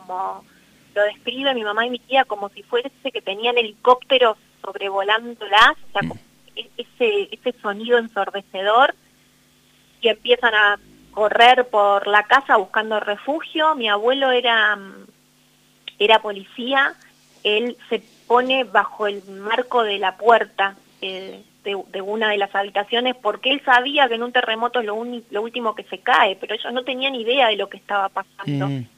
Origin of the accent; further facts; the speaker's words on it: San Justo, Argentina; era poder conectarlo con mi infancia en San Justo